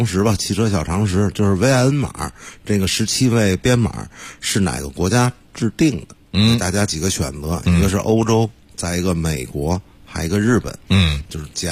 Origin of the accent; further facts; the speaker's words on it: Beijing, China; 作为北京人来说